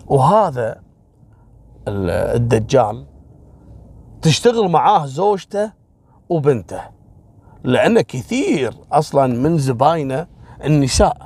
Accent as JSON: {"language": "Arabic", "country": "Kuwait", "said": "يعني في قصة عندنا في الكويت كذلك حصلت في موضوع السحر"}